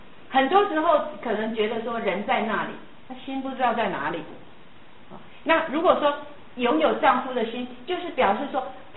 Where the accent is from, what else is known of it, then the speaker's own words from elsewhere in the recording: Taiwan; 我们台湾人说爱不叫爱，叫疼。